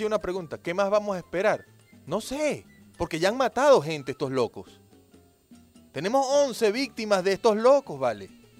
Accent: Venezuela; todos somos venezolanos

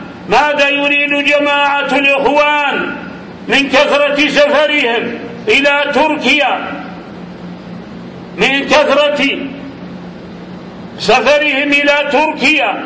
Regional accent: Saudi Arabia; ماذا يريد جماعة الإخوان عندنا في المملكة العربية السعودية

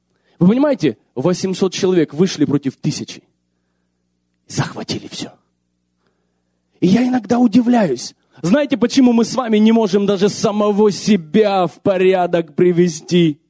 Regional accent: Ukraine; ну, мы умные люди, я тоже украинец, тоже там вырос.

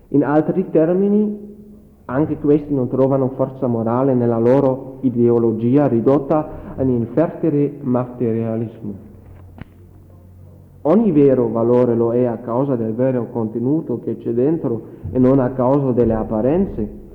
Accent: Germany; Italian is a second language; Ci saranno sicuramente qualche errore, perché è molto difficile per me, come tedesco, fare una relazione in italiano.

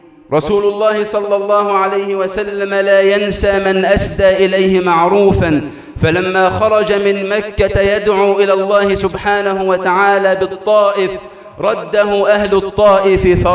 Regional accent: Egypt; اللهم اجعل بلدنا مصر أمناً أماناً

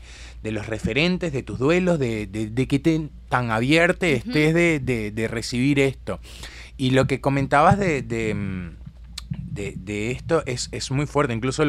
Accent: Venezuela; moved away as an adult; now in Uruguay; Este colectivo, en realidad, nace en Venezuela, yo soy venezolano

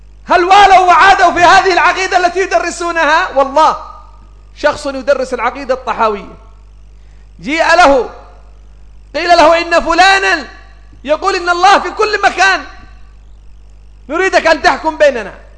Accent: Yemen; عندنا في اليمن كان من يقول

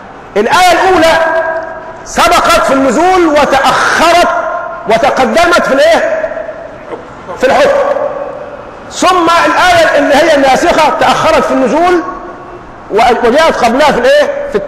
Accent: Egypt; من التحلل والسذاجه الموجوده فينا كمصريين

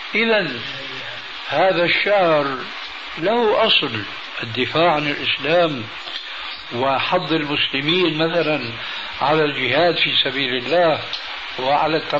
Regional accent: Syria

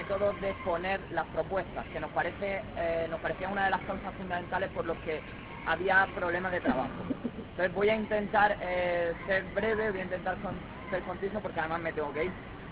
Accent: Almería, Andalusia, Spain; de Almería.

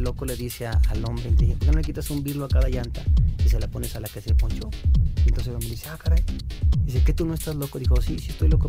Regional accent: Mexico; nosotros como mexicanos somos extraordinariamente dramáticos, ¿no?

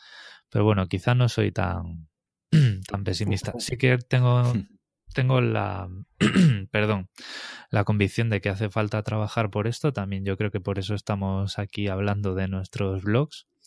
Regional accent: Galicia, Spain; Yo tengo bastantes amigos personales que son profesores en Galicia, además, yo soy gallego.

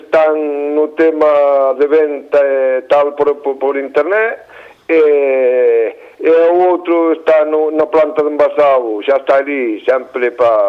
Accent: Galicia, Spain; 3 somos galegos e 1 catalán

